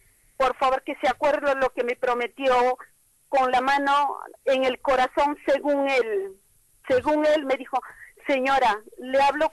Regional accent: Peru; Yo soy de Perú.

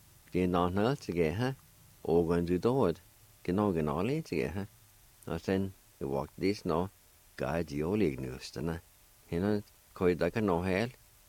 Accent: Jay, Oklahoma, United States; Richard and I grew up together in Jay, been good friends for a long time

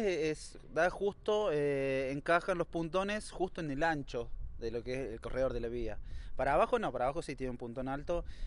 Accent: Huerta, Argentina; yo nací en Huerta y hace 6, 7 años que me vine acá a Yardino. Pero he sido más de Yardino porque tengo prácticamente las raíces acá.

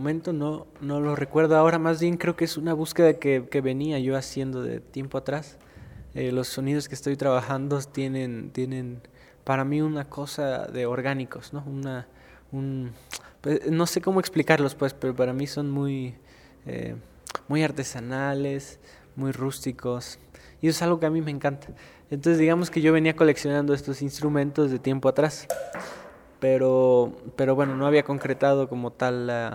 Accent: Coyoacán, Mexico City, Mexico; born there; sí nací en México, y nací específicamente en Coyoacán, que es un lugar muy, muy interesante desde mi punto de vista, porque es una mezcla para mí de campo y de urbanidad, ¿no? Siempre lo fue

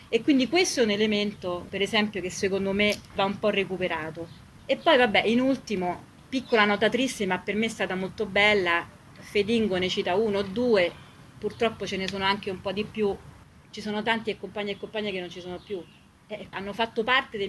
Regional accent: Rome, Lazio, Italy; c'era molto modello macista anche nei comportamenti delle compagne quando sono cresciuta io a Via dei Volsci.

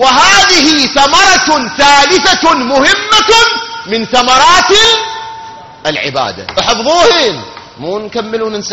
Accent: Iraq; وهاي مشاكلنا إحنا كعراقيين

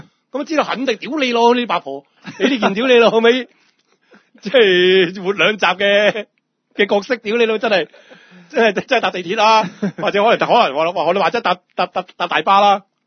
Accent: Hong Kong; 我香港人我都知。

